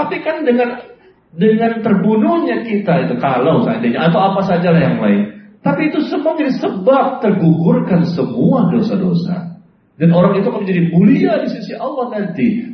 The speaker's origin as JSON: {"language": "Indonesian", "town": "Depok", "region": "West Java", "country": "Indonesia", "said": "Pernah ada di Depok. Saya orang Depok ya."}